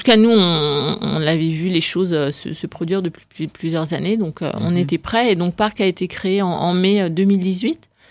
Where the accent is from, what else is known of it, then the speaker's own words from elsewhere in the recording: Lille, Hauts-de-France, France; nous sommes des habitants, nous sommes principalement des Lillois et nous vivons tous les jours dans une ville